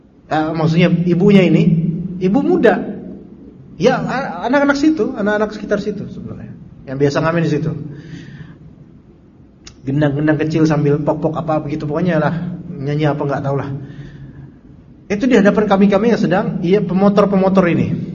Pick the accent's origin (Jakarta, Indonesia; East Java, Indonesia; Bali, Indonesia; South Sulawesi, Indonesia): Jakarta, Indonesia; also born or lived in Salatiga; Naik bis mau pulang ke Jakarta ini karena kampung saya kan di sini.